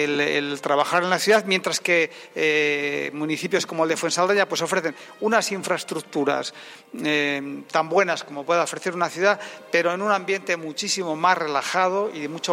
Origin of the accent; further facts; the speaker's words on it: Castile and León, Spain; porque no hay nada que identifique mejor, que nos identifique mejor como castellanos que un castillo.